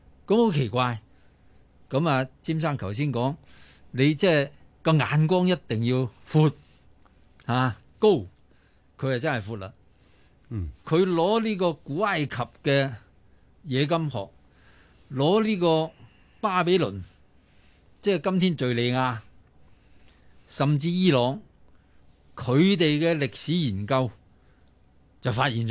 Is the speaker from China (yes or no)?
yes; China; 身为中国人，又算系学过历史嘅，亦都知道中国人学历史有一个好大嘅弊病